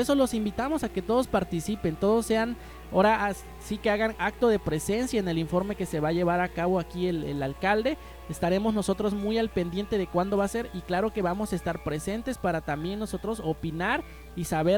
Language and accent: Spanish; Tixtla, Guerrero, Mexico; los que somos de aquí de Tixla, pues bueno, sí nos debe de importar el municipio, ¿no?